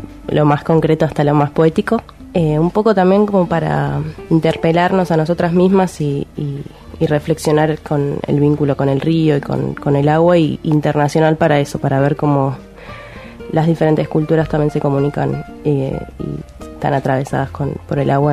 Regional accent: Ensenada, Buenos Aires Province, Argentina; somos de Ensenada y queríamos ver cine en nuestro barrio, básicamente.

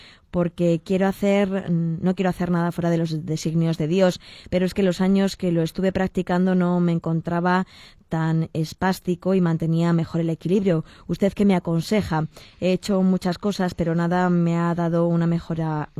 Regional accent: Elche, Valencian Community, Spain; soy un chico de Elche.

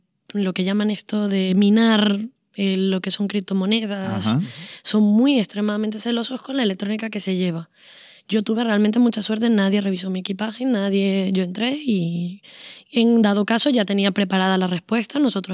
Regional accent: Venezuela; moved away; mi manera de sobrevivir como venezolana fuera de Venezuela es aislarme absolutamente de la información

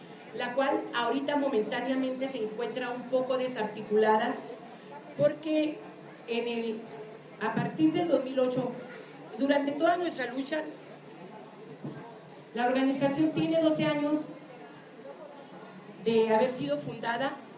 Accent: Ciudad Juárez, Chihuahua, Mexico; Soy de Ciudad Juárez, Chihuahua. Soy originaria de ahí. Me encuentro momentáneamente exiliada fuera de Chihuahua, ¿verdad? No del país, pero sí de Chihuahua.

